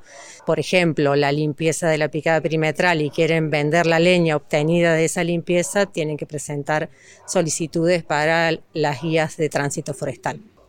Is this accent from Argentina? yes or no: yes; Capilla del Monte, Córdoba, Argentina; Soy nacida y criada en Capilla del Monte